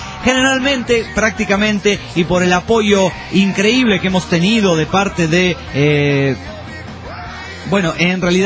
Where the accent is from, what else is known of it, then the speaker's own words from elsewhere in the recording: Monterrey, Nuevo León, Mexico; Yo no dije que me discriminabas por ser de Monterrey